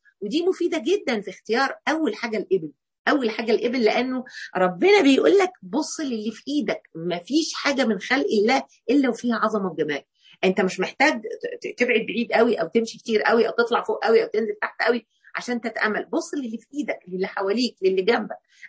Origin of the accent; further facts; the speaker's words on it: Mansoura, Dakahlia, Egypt; يعني احنا عندنا هنا في المنصوره النيل يعني، لكن الحقيقه انا كان ليا تعلق في طفولتي باسكندريه